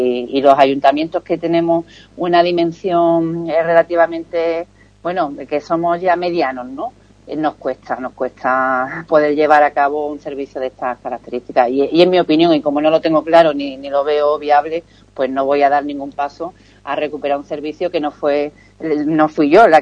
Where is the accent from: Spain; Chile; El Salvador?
Spain; Ubrique, Andalusia; para necesidades de Ubrique, yo quiero que entre gente de mi pueblo, que además son a los que nos debemos